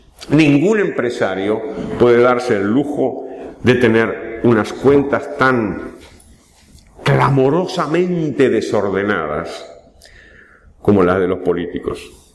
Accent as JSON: {"language": "Spanish", "country": "Argentina", "said": "Por cierto, no somos los argentinos los que inventamos el impago"}